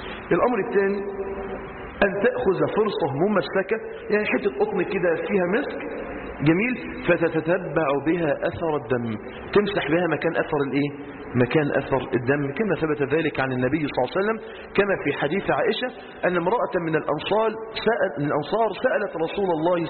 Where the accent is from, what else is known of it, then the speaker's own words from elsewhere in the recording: Egypt; لو عندنا في مصر 20 نهر نيل